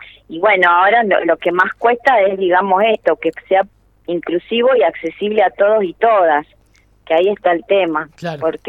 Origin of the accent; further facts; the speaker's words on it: Chaco, Argentina; yo soy de Chaco y me vinculo al proyecto hace 3 años